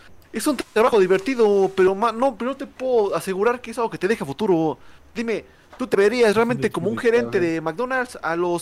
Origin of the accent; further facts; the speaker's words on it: Mexico; Somos de México, chingas madre.